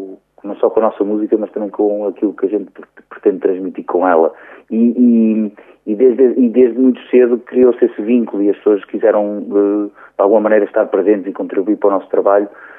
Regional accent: Aveiro, Portugal; now in Porto, Portugal; mas eu sou originário de Aveiro, embora moro desde 99 no Porto.

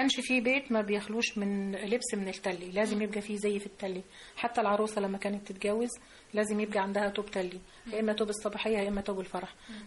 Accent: Upper Egypt, Egypt; يعني احنا عندنا في الصعيد مفيش ست متجوزة ما معهاش حجاب.

